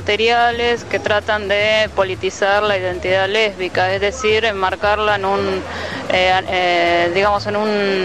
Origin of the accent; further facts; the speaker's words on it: Neuquén, Argentina; soy de Neuquén